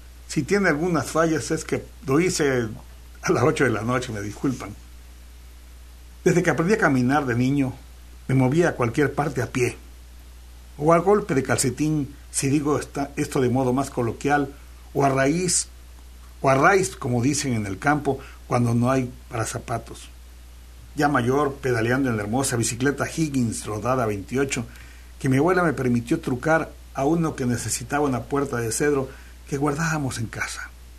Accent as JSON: {"language": "Spanish", "country": "Mexico", "said": "Es lo menos que puede hacer por un pueblo especial como el mexicano, que nosotros, el pueblo, formamos la patria y que la patria es primero."}